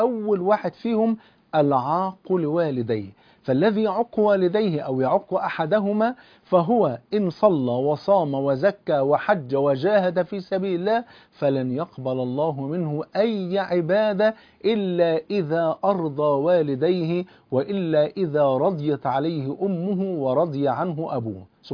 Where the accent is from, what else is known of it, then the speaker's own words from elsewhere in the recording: Egypt; زي ما بيقولوا عندنا في مصر يا مكبرنا يا مصغرنا